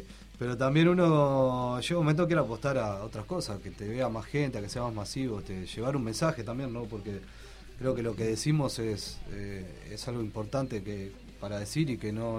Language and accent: Spanish; Uruguay; sudaca con K, porque somos uruguayos, obviamente.